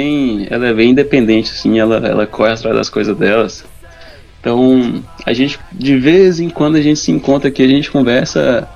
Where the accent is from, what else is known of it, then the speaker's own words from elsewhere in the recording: Montes Claros, Minas Gerais, Brazil; also born or lived in São Francisco; Eu nasci em São Francisco e depois fui morar em Montes Claros, no norte de Minas.